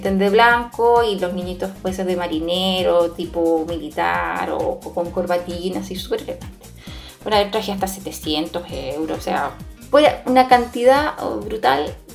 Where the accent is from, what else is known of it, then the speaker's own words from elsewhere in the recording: Chile; now in Spain; desde mi punto de vista como chilena